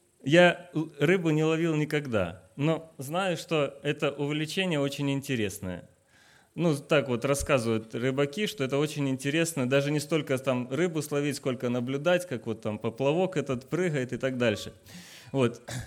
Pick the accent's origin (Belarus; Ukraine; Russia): Ukraine; Crimea; now in Mongolia; Я сейчас живу с семьей в Монголии. Переехали мы из Украины. Родился и вырос я в Крыму. А жена у меня из Украины, и мы в прошлом году, в июне месяце, уехали в Монголию, и сейчас трудимся там, вот уже второй год живем в Монголии.